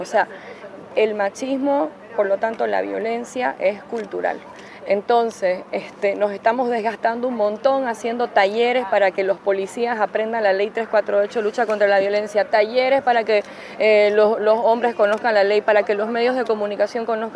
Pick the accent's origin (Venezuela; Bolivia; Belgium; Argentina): Bolivia; la agenda del aborto es una agenda a la que también hemos apostado en Bolivia.